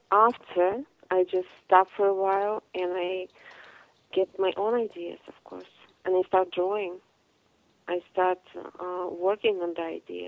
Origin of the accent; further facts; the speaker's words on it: Bishkek, Chüy Region, Kyrgyzstan; English is a second language; I'm from Central Asia, Bishkek, Kyrgyzstan.